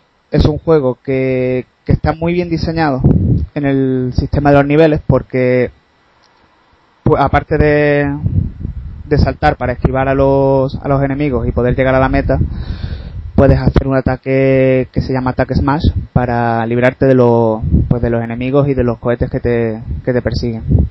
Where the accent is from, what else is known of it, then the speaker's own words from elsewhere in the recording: Málaga, Andalusia, Spain; Pues nada, yo soy de Málaga, ¿vale?